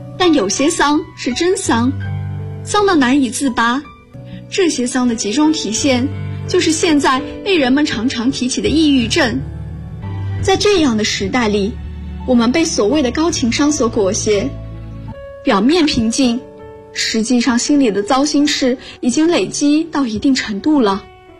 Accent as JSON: {"language": "Chinese", "town": "Zhangjiakou", "region": "Hebei", "country": "China", "lives_now": "Nanjing, China", "said": "我来自河北张家口，我在南京大学，距离我的家乡1026公里。"}